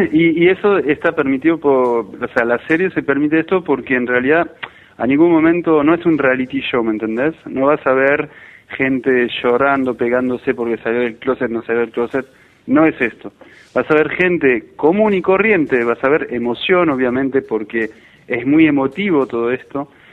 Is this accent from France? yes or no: yes; France; Spanish is a second language; now in Argentina; yo vengo de Francia, hace 10 años que vivo acá, sinceramente es un paso histórico, porque yo nunca te hubiera dicho hace 10 años que pasaría esto y en este país, y yo llegué en el 2001